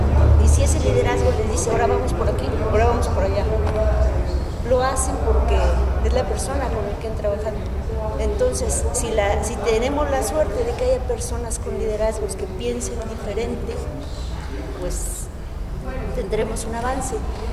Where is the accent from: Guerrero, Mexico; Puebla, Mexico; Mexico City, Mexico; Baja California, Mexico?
Puebla, Mexico; Por ejemplo, yo soy de Puebla. Puebla es un estado...